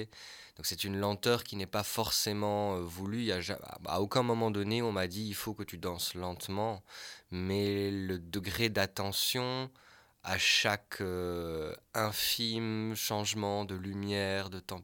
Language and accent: French; Wallonia, Belgium; born there; Moi, je suis né dans les Ardennes belges.